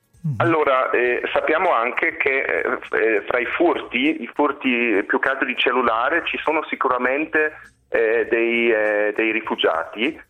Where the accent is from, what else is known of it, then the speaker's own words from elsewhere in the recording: Munich, Bavaria, Germany; Non direi, guarda, io sono di Monaco.